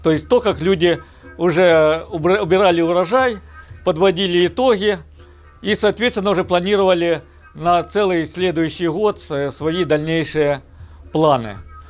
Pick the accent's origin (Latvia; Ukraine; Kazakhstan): Ukraine; moved away as an adult; Я сам родом из Украины, прожил там 25 лет.